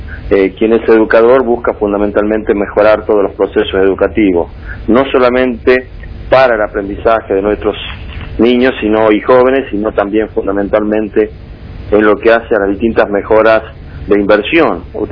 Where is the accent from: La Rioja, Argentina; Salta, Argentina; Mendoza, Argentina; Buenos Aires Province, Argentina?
La Rioja, Argentina; para nosotros como riojanos es muy importante